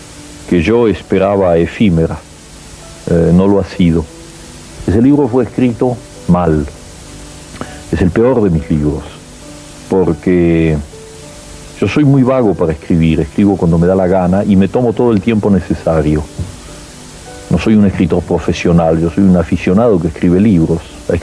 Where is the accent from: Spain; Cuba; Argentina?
Argentina; quien me lo encargaba era yo mismo como argentino